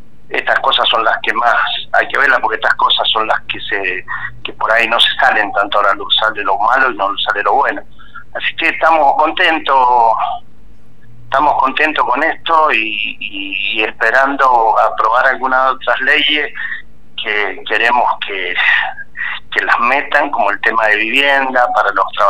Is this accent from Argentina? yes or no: yes; Agrelo, Mendoza, Argentina; yo nací casi, me criaba en Agrelo y Pedir y Huasteche, en esa zona.